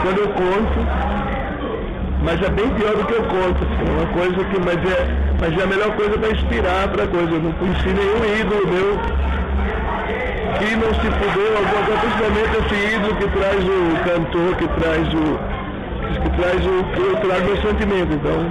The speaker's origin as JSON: {"language": "Portuguese", "region": "Northeast Region", "country": "Brazil", "said": "eu sou do Nordeste"}